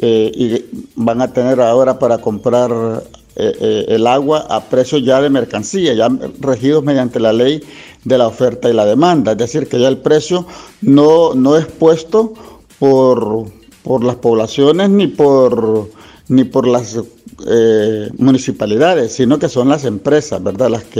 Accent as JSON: {"language": "Spanish", "country": "Honduras", "said": "como un derecho a la existencia que tenemos todos, como hondureños y hondureñas"}